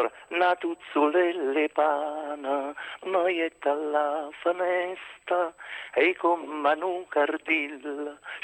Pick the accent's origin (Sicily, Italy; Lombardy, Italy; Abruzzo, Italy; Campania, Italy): Campania, Italy; Naples; io che sono napoletano sono orgoglioso di dirle queste cose.